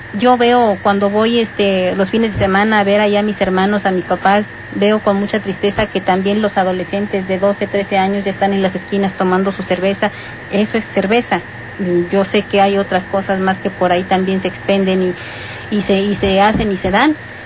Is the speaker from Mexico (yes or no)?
yes; Santa Rosa y Luisache, Mexico; soy del ejido de Santa Rosa y Luisache, de allá del llano.